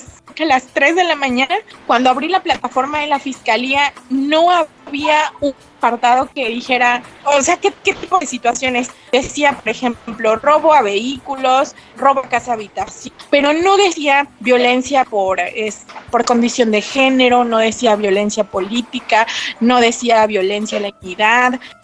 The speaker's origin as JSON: {"language": "Spanish", "town": "San Ildefonso Villa Alta", "region": "Oaxaca", "country": "Mexico", "said": "soy del municipio de San Ildefonso Villalta."}